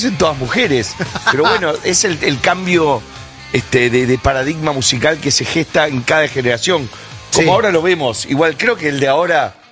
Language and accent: Spanish; Uruguay; soy uruguayo.